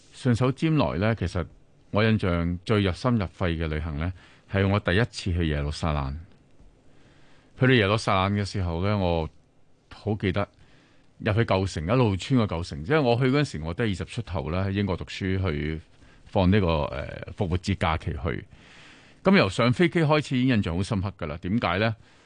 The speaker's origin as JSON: {"language": "Cantonese", "country": "China", "said": "我哋中國人咧又帶金珠啊、帶佢啦"}